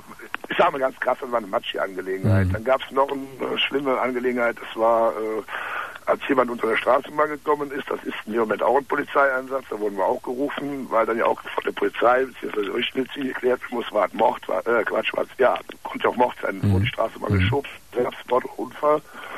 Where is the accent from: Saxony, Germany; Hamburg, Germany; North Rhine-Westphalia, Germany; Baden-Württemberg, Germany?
North Rhine-Westphalia, Germany; Cologne; Also ich komme aus Köln, kann mir ruhig sagen.